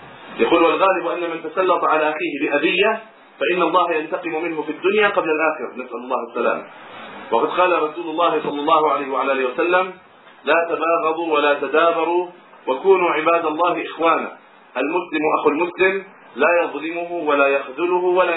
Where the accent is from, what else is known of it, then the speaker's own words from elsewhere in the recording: Egypt; في بعض البلدان، ترى عندنا في مصر مثلا